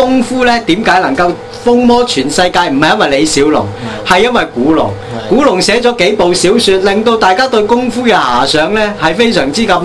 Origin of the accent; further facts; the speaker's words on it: Hong Kong; 我香港人够食好多嘢啦